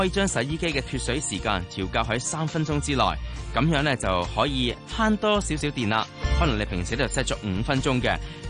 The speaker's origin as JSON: {"language": "Cantonese", "country": "Hong Kong", "said": "特別我哋係香港人啦，"}